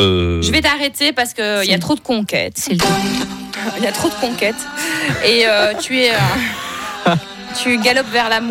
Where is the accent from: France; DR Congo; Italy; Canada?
Italy; Moi, je suis italienne.